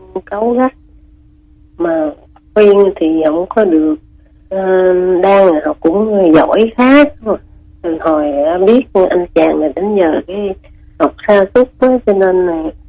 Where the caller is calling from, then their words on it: Ho Chi Minh City, Vietnam; Chị gọi từ quận 12.